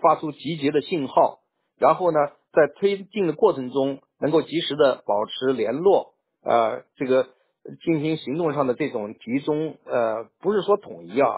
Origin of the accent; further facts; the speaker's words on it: China; 当然我是中国人了，对吧？至少我现在的国籍也是中国的，对不对？